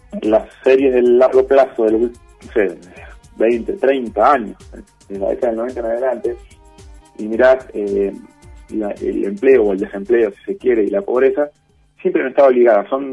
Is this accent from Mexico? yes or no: no; Argentina; el Estado somos, nosotros somos la sociedad argentina